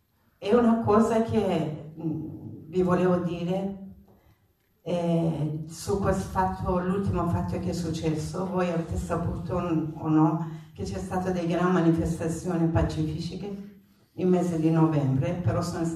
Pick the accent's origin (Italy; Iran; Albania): Iran; Italian is a second language; E tanto sapete che sono iraniana.